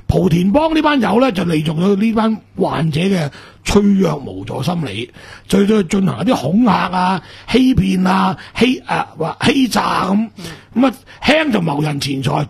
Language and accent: Cantonese; Macau; 所以我哋澳门人好清楚，从来唔敢入去噶